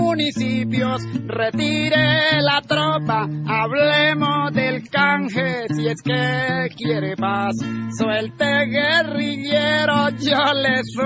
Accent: Chaparral, Tolima, Colombia; yo soy de Las Hermosas, donde se pega con el valle y voltea uno hacia el valle y ya es un poquito mejor.

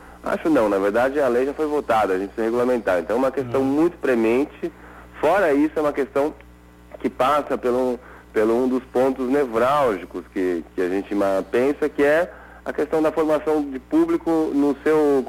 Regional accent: São Paulo, Brazil; Eu sou de São Paulo, aqui São Paulo capital mesmo.

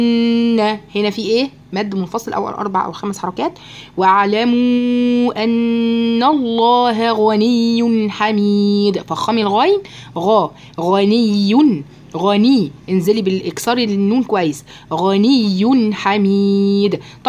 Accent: Egypt; يغلب بقى أنا مصرية بقى

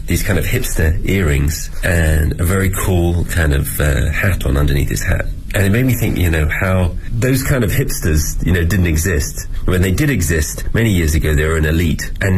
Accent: England, United Kingdom; First of all, I'm English, so I have a natural advantage. I can always teach English.

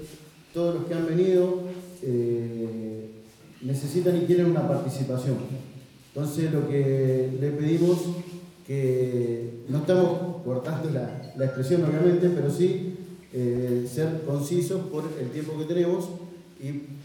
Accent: Villa Constitución, Santa Fe, Argentina; soy acá de Hacienda, Villa Constitución.

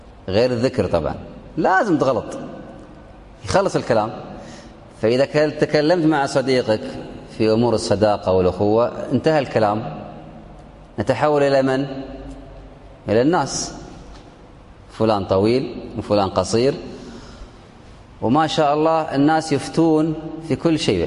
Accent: Kuwait; عندنا في الكويت صلاة الفجر

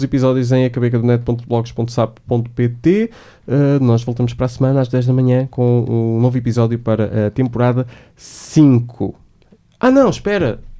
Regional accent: Aveiro, Portugal; E eu sou de Aveiro, portanto não se metam comigo.

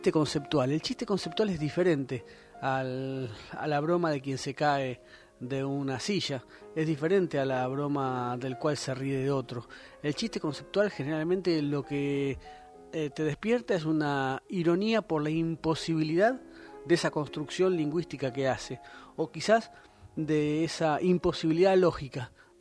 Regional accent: Buenos Aires, Argentina; Cómo deberíamos ser los porteños

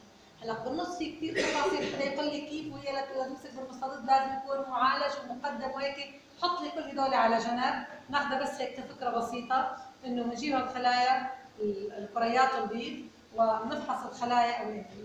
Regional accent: Syria; الفلو سايتومتر اليوم هي الطريقه المثلى وموجوده عندنا في سوريا

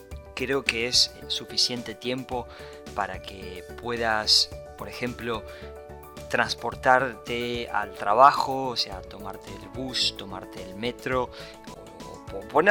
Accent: Argentina; born there; nací en Argentina, soy hijo único y me crié con una madre soltera. Y la verdad es que no fue nada sencillo, no fue nada simple porque la verdad es que vengo de una familia muy humilde

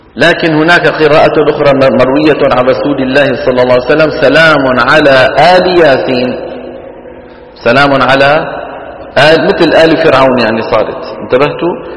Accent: Saudi Arabia; وإلى الآن مثلا عندنا في السعودية يقولون دحين

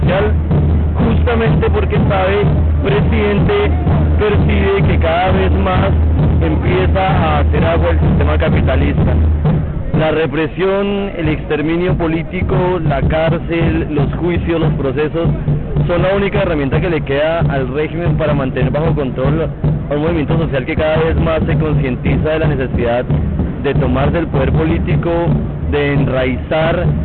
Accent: Colombia; now in Argentina; soy colombiano, estoy estudiando en Argentina hace ya 2 años.

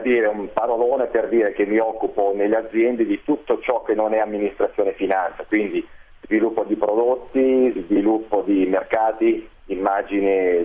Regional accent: Dongo, Lombardy, Italy; now in Saronno, Italy; Ma io sono del lago di Como, sono di Dongo, per la precisione.

